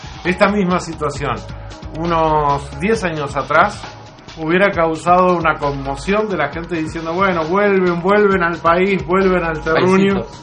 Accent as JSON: {"language": "Spanish", "country": "Uruguay", "said": "Duele como uruguayo."}